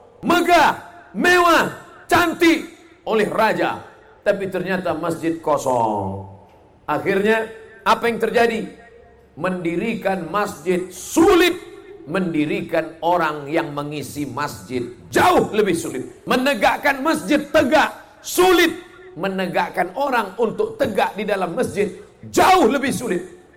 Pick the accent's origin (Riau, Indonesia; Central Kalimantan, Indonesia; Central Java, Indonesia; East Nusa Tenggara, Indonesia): Riau, Indonesia; Saya datang dari Riau, negeri Melayu.